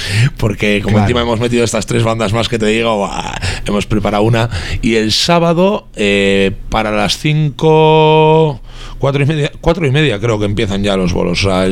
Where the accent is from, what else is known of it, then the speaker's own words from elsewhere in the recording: Algorta, Basque Country, Spain; nosotros somos tan de Algorta que siempre ponemos en toda Algorta